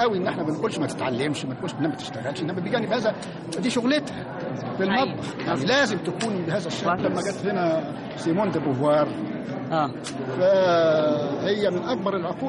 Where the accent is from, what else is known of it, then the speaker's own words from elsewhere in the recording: Egypt; يعني جه في وقت من الاوقات عندنا في مصر